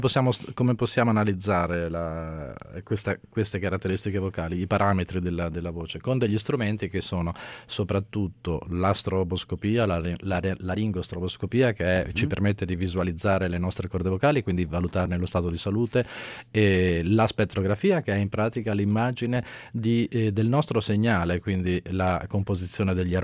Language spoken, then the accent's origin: Italian; Ravenna, Emilia-Romagna, Italy; also born or lived in Pisa; Io sono di Ravenna, sono nato a Pisa ma vivo a Ravenna da ormai 30 anni.